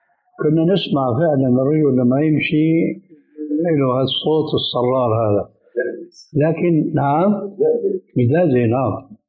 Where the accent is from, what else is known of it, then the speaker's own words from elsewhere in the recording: Syria; كانت الى عهد قريب عندنا في سوريا للرجال